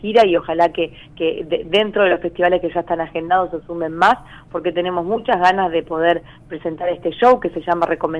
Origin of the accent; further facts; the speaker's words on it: Arequito, Santa Fe, Argentina; cuando era chica acá en Arequito, de lo que significa vivir en un pueblo o en una localidad muy chica